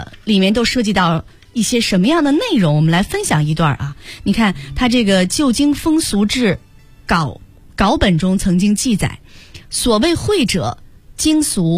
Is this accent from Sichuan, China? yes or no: no; Beijing, China